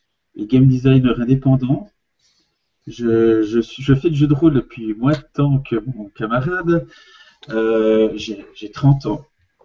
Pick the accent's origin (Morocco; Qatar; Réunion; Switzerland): Switzerland; Et je suis suisse.